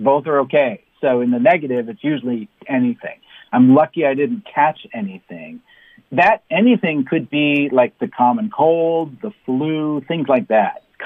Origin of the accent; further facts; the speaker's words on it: Vermont, United States; moved away as an adult; I grew up in Vermont